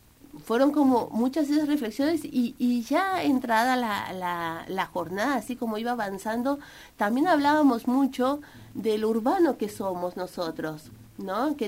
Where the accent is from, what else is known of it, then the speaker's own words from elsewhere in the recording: Mexico; born there; yo nací en México y toda mi formación universitaria la hice muy cerca de los pueblos originarios